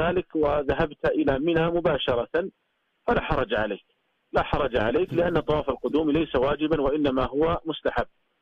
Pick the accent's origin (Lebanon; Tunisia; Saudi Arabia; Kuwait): Saudi Arabia; لكن الناس عندنا في المملكة العربية السعودية وفي يعني دول الخليج العربي عموما لا يطيلون شعورهم